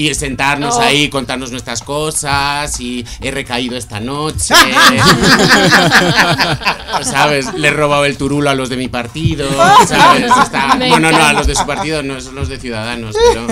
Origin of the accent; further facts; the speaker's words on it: Spain; Como español ignorante es una pregunta que está en el aire.